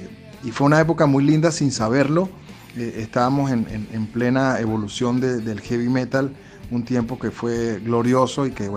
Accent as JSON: {"language": "Spanish", "town": "San Cristóbal", "region": "Táchira", "country": "Venezuela", "said": "yo soy de San Cristóbal, yo soy gocho, yo soy del Táchira."}